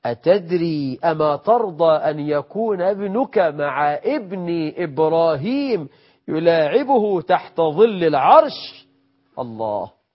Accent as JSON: {"language": "Arabic", "country": "Egypt", "said": "عندنا في مصر مخرجة سفلة،"}